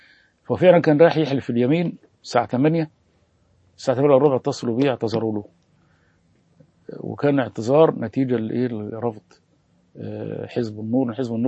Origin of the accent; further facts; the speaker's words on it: Alexandria, Alexandria Governorate, Egypt; واحنا اساسا من اسكندريه